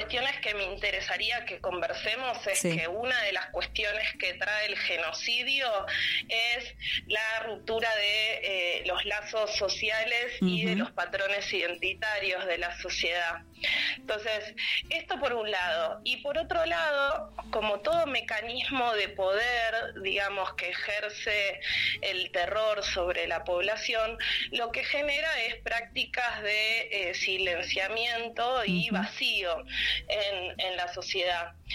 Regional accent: Argentina; cuando digo que soy argentina, me preguntan por las madres de Plaza de Mayo.

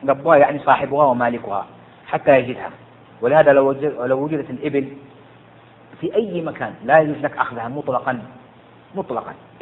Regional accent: Jeddah, Makkah Province, Saudi Arabia; لو واحد سقطت منه عندنا هنا عندنا في السعودية في جدة الآن 20 ريال

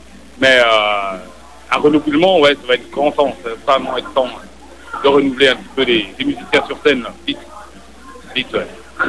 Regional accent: France; c'est vraiment ce qu'on appelle chez nous, en France, on a une expression

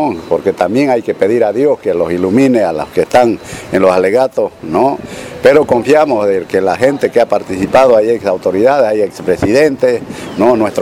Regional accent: Bolivia; para que nosotros como bolivianos podamos, ¿no?, sacar nuestros productos

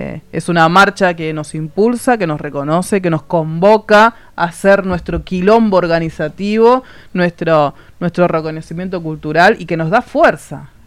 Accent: Argentina; y digo nosotros porque somos argentinos.

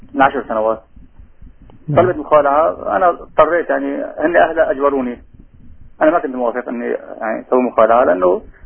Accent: Aleppo, Aleppo Governorate, Syria; من حلب، متزوج وعندي 3 أولاد، شاب وبنتين.

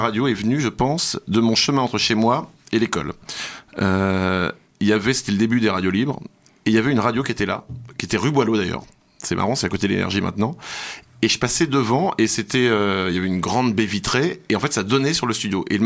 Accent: Paris, Île-de-France, France; quand j'étais petit à Paris, j'écumais toutes les radios en fait.

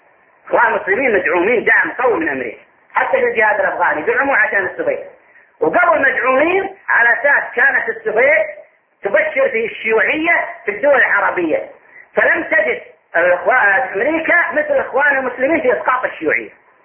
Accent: Saudi Arabia; فكان عندنا في السعودية تنظيم للمصريين فقط

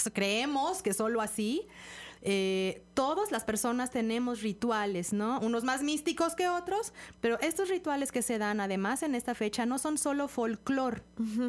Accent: Mexico; para precisamente reencontrarnos con nuestros orígenes como personas, pero también como mexicanos

